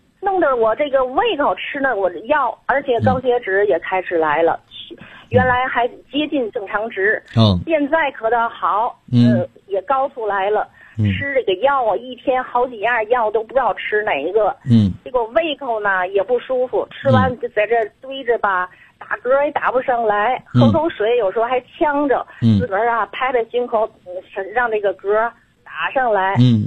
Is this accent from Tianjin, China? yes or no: yes; Tianjin, China; 我是天津的。